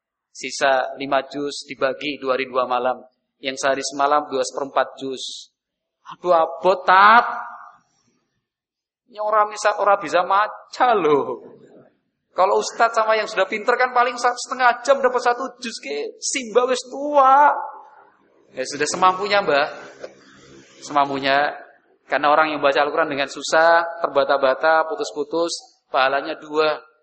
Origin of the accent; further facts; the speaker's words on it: Central Java, Indonesia; accent: Ngapak; Saya enggak bisa ngulangi karena saya kurang halus. Karena saya agak ngapak-ngapak